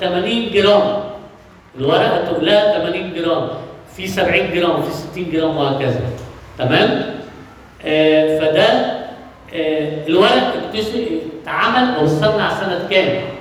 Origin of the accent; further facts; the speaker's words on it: Alexandria, Alexandria Governorate, Egypt; عندنا في اسكندرية من ضمن الحاجات المشهورة بيها المواني